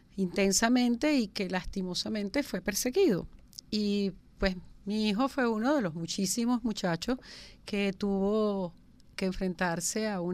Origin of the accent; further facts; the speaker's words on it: Venezuela; yo soy muy venezolana